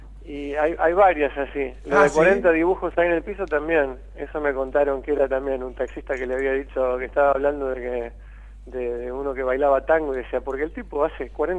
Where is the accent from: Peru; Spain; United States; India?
United States; now in Argentina; Yo crecí en Estados Unidos. Y me pasé de los 11 a los 27 años en Estados Unidos.